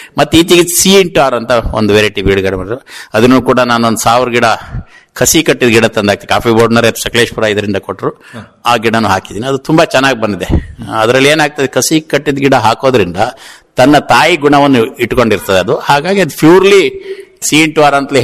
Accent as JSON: {"language": "Kannada", "town": "Mudigere", "region": "Karnataka", "country": "India", "moved": "yes", "said": "ನಾನು ಆಕ್ಚುಲಿ ನನ್ನ ಮೂಲತಃ ಮೂಡಿಗೆರೆಯವನು. ಇಲ್ಲಿಗೆ ಬಂದು 20 ವರ್ಷ ಆಯ್ತು ತೊಳಲು ಗ್ರಾಮಕ್ಕೆ."}